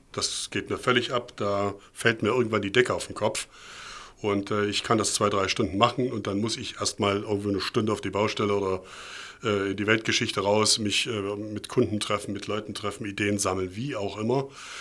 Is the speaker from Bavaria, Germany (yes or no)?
no; Leipzig, Saxony, Germany; ich bin in Leipzig im Thomanerchor groß geworden.